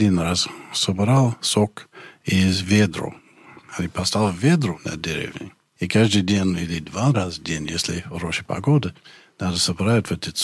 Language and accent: Russian; Montreal, Quebec, Canada; born there; Russian is a second language; Ну, где я родился, в Монреале, это более-менее как Москва.